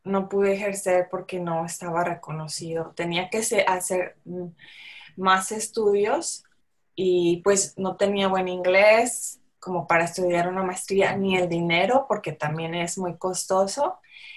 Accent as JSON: {"language": "Spanish", "region": "San Luis Potosí", "country": "Mexico", "said": "porque yo soy de San Luis Potosí, cuando estaba estudiando ahí en la universidad"}